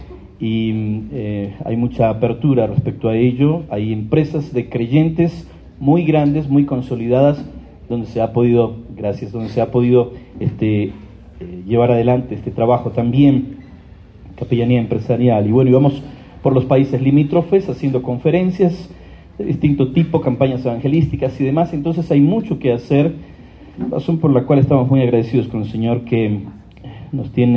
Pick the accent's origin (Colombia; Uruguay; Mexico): Colombia; now in Asunción, Paraguay; Es una alegría para mí estar en Bogotá, en mi país, Colombia. Hacía 3 años y medio que no podía venir. Estamos viviendo con mi familia allí en Asunción del Paraguay. Hace 13 años estamos radicados allí con mi esposa, ella también es colombiana, Claudia.